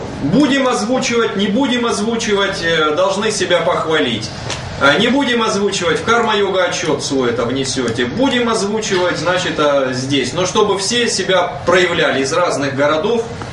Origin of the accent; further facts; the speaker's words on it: Muromtsevo, Russia; я из Муромцева, я знаю по России, наверное, 5 или 6 мест, которые называются Муромцево.